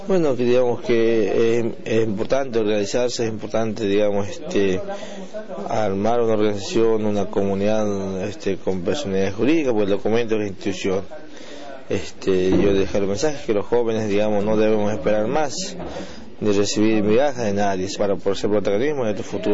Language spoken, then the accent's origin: Spanish; Tafna, Jujuy, Argentina; vengo de una comunidad originaria de la frontera con Bolivia, del norte de la Puna de Jujuy. Soy nativo de una comunidad llamada Tafna, es un lugar de encuentro de comunidades originarias de este pueblo Coya, digamos, un pueblo muy ancestral